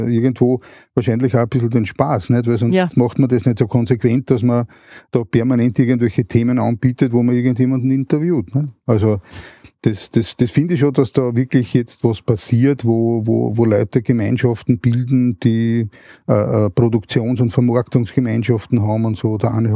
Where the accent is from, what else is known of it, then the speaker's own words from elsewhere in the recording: Vienna, Austria; dass wir aufs Land gezogen sind, also ich komme ursprünglich aus Wien, sind dann aufs Land gezogen